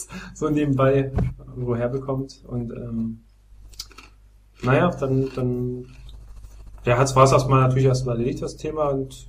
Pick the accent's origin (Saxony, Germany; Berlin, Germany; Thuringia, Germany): Saxony, Germany; Bautzen; Also meine erste wirklich kurze Reise hat begonnen mal in meiner Heimatstadt Bautzen. Also da komme ich her aus